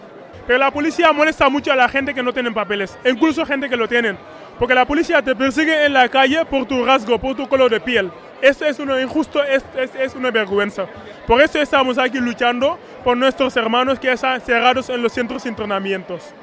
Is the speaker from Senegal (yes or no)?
yes; Senegal; Spanish is a second language; now in Spain; De Senegal.